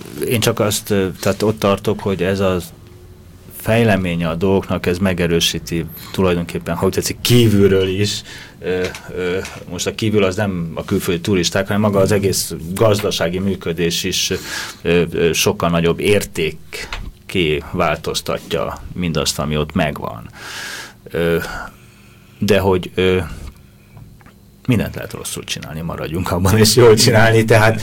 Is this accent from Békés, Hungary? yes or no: no; Budapest, Hungary; akik itt Budapesten nőttünk föl